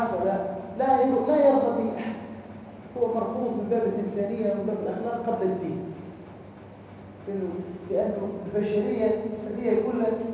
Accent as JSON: {"language": "Arabic", "country": "Tunisia", "said": "قال لي انت منين؟ قلت له انا من تونس."}